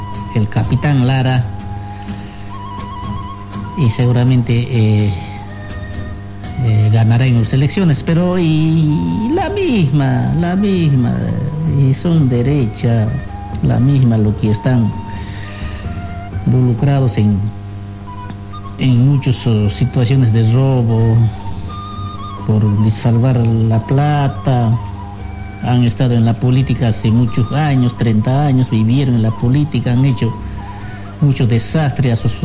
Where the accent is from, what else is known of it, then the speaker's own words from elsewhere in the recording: Bolivia; nosotros también somos parte de Bolivia. En todo momento nosotros podemos hablar de nuestro país.